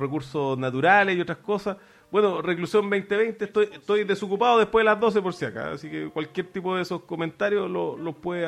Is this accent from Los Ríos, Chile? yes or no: no; Santiago, Santiago Metropolitan Region, Chile; Santiago siempre es horrible, en todo caso, si no es el calor es el frío. De todas maneras pasé rabia como santiaguino buscando unas pilas